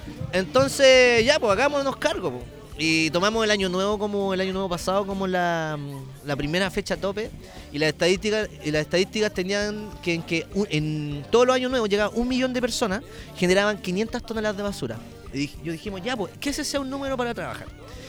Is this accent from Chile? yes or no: yes; Valparaíso, Chile; Que es lo que nosotros somos como porteños, po. Que somos, respiramos arte, respiramos cultura y respiramos amor por la ciudad.